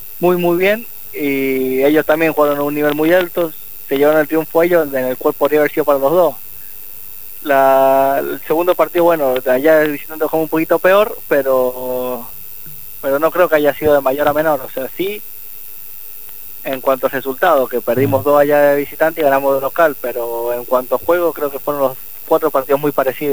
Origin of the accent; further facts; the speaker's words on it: San Juan, Argentina; jugar una final en San Juan, en mi tierra, es algo que siempre lo soñé.